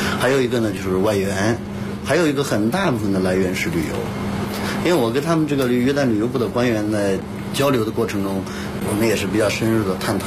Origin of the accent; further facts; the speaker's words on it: China; 我们中国人喝完咖啡就睡不着觉了。